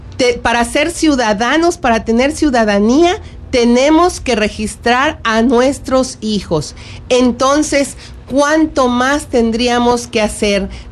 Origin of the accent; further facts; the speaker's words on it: Mexico; a ser parte de nosotros los mexicanos